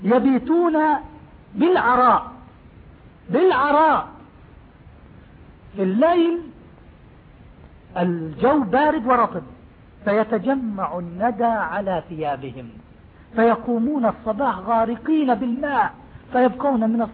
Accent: West Bank, Palestine; moved away; نحن فلسطيني والله من فلسطين، أنا ولدت في فلسطين في قرية اسمها سير الحربية قضاجني، وظليت في فلسطين حتى احتلال سنة 67، وأمي وأبوي وإخواني لا زالوا تحت حكم اليهود

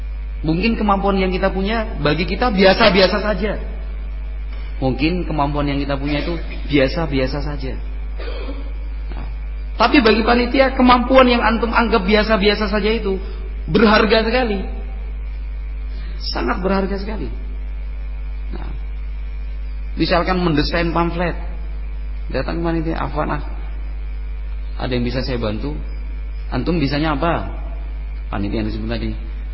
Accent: Java, Indonesia; kalau kita orang Jawa itu atau watak kita dan karakter orang Indonesia itu malu, sungkan

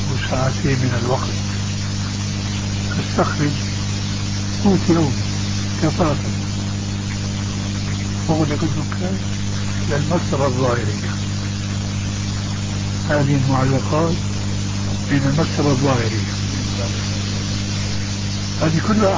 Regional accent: Damascus, Damascus Governorate, Syria; كما يقال عندنا في دمشق.

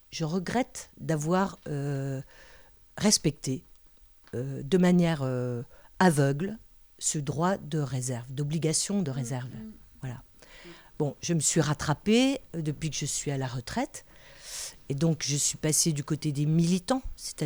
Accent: Vittel, Grand Est, France; Moi, je viens de Vittel

